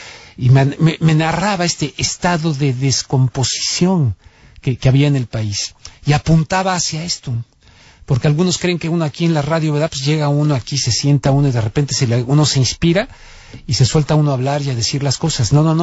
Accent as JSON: {"language": "Spanish", "country": "Mexico", "said": "porque soy mexicano y he vivido allá y tengo familia"}